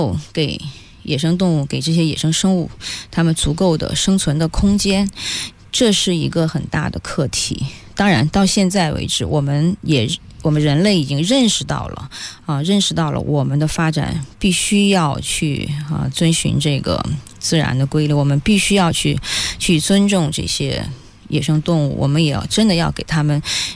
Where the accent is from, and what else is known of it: China